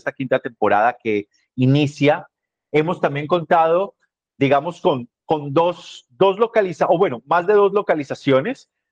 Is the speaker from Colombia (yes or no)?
yes; Bogotá, Bogotá D.C., Colombia; now in Thailand; Luego estuve en Bogotá, de donde soy original. Luego ha estado esta transmisión también desde Tailandia, donde me encuentro en este momento.